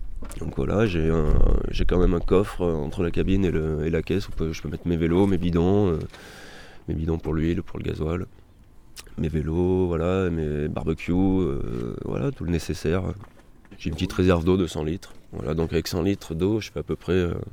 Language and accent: French; Auvergne-Rhône-Alpes, France; Alors je suis auvergnat, hein.